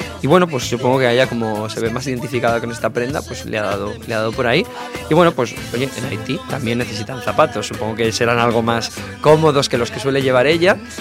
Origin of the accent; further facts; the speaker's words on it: Santander, Cantabria, Spain; now in Barcelona, Spain; ya sabéis que yo soy de Santander